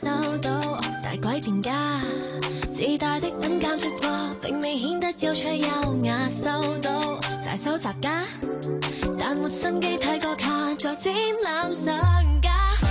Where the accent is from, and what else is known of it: Hong Kong